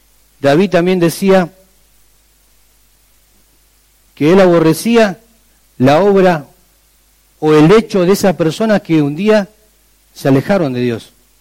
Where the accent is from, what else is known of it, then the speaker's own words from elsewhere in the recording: Argentina; decimos, no me voy a meter, soy argentino. Esa es la frase nuestra.